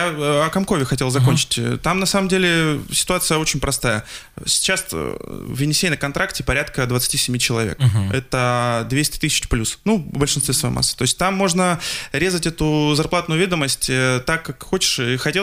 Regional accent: Krasnoyarsk, Krasnoyarsk Krai, Russia; к сожалению, мой родной город Красноярск.

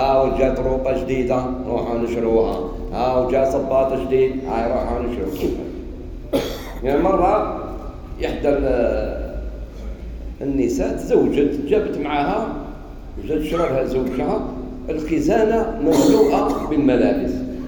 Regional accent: Algeria; أنا فرحان باللي أنا جزائري. إيه ومسلم، أنا مسلم جزائري

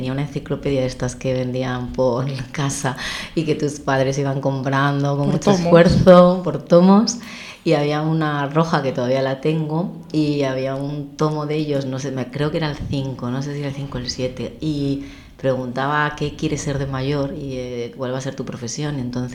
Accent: Oviedo, Asturias, Spain; yo soy de Oviedo y he querido ser periodista siempre.

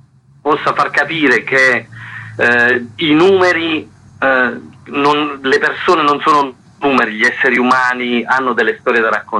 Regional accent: Manfredonia, Apulia, Italy; Manfredonia, nel mio paese

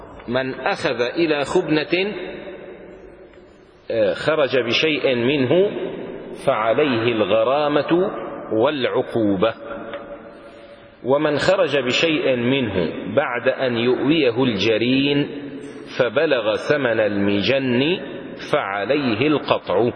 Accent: Damascus, Damascus Governorate, Syria; لذلك كان عندنا في دمشق قديما، لما كانت دمشق دمشق

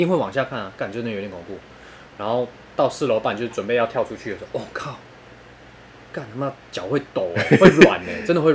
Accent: Taoyuan, Taiwan; 因为我是桃园人嘛，

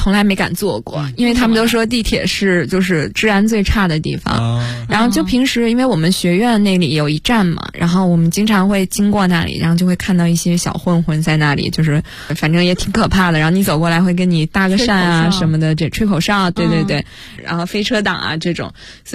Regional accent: China; 我说来自中国

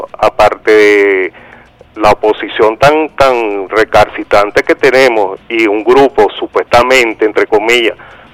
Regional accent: Catí, Valencian Community, Spain; yo soy aquí de Cati

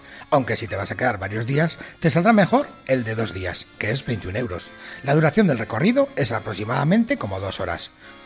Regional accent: Spain; Venimos de España y queremos llevar un par de regalos especiales.

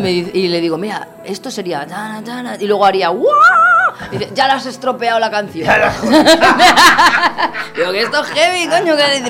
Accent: Spain; Salgo de España para afuera, lo peto. Y en mi país me está costando un poco más.

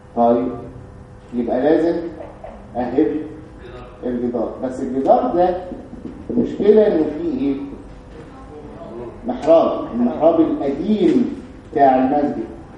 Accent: Egypt; وانا يعني عندنا في مصر الحمد لله بعتقد يعني انه في حرية

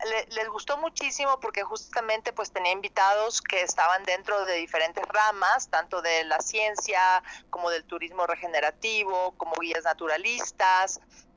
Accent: Ecuador; somos varios actores de Ecuador, está Roberto Manrique, Diego Miñone y yo de Ecuador

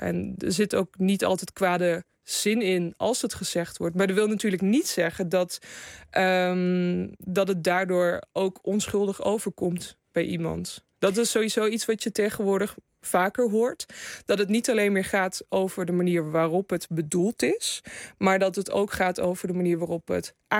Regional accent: Gelderland, Netherlands; In de Betuwe.

